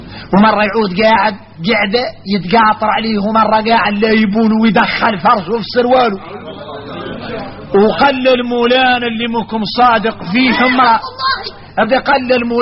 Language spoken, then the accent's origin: Arabic; Mauritania; هذا كثير فينا احنا موريتاني